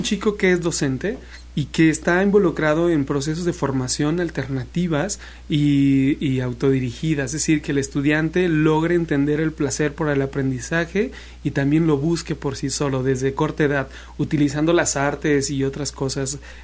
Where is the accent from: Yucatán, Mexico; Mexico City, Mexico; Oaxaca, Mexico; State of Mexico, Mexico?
Mexico City, Mexico; Yo soy de Ciudad de México.